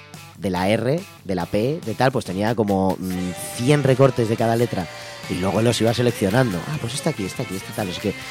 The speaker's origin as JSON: {"language": "Spanish", "town": "Madrid", "region": "Community of Madrid", "country": "Spain", "said": "Yo soy de Aluche, nosotros vivimos en Aluche"}